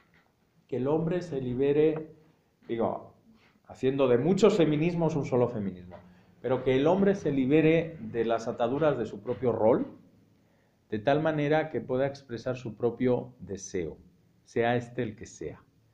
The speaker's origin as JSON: {"language": "Spanish", "town": "Madrid", "region": "Community of Madrid", "country": "Spain", "tie": "born there", "said": "ese es el Madrid y esa es la España de esos departamentos, así, donde yo nací en el año 77, 5 años después del estreno de la película, en ese tipo de barrio."}